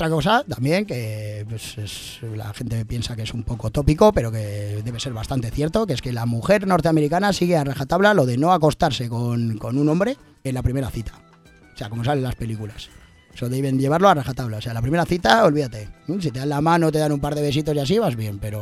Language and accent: Spanish; Venezuela; referente a mi tierra, en Venezuela está el Salto del Ángel, la cascada más alta del mundo